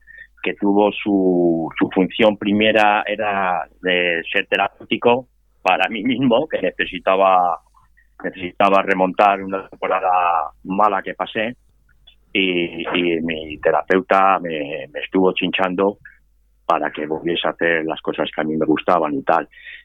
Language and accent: Spanish; Ávila, Castile and León, Spain; also born or lived in Vitoria / London / Valencia / Barcelona; now in Granada, Spain; Yo nací en Vitoria, me crié en Ávila, estudié en Salamanca, emigré a Londres, luego volví, estuve viviendo en Valencia, luego estuve en Barcelona, me volví a emigrar, estuve 18 años en Dinamarca, ahora estoy en Granada